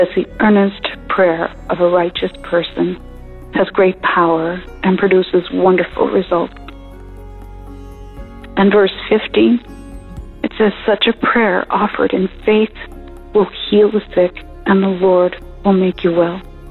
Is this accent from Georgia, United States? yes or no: no; Maine, United States; I'm from Maine.